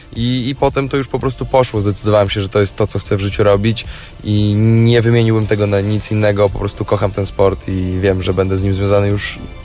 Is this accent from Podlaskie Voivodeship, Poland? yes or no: yes; Białystok, Podlaskie Voivodeship, Poland; Tutaj się wychowałem, tu się urodziłem